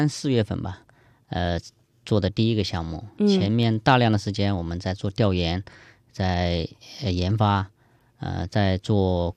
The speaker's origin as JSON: {"language": "Chinese", "region": "Jiangxi", "country": "China", "said": "我江西人"}